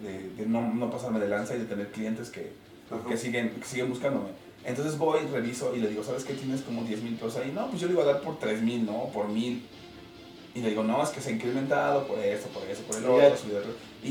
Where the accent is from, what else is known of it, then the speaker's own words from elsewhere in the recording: Mexico; somos mexicanos, estamos acostumbrados al regateo, a la oferta-demanda